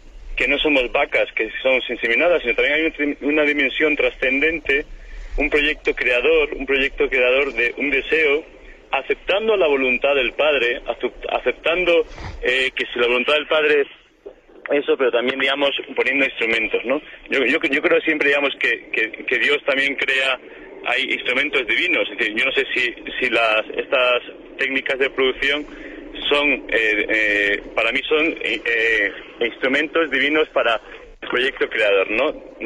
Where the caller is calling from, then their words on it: Madrid, Community of Madrid, Spain; soy de Madrid y soy cristiano.